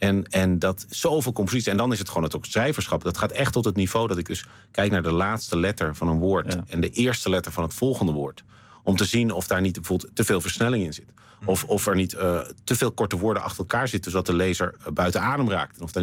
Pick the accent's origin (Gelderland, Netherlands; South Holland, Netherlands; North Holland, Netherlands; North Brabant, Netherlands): North Holland, Netherlands; Amsterdam; born there; Want ik ben geboren in Amsterdam, maar op een gegeven moment hier terechtgekomen.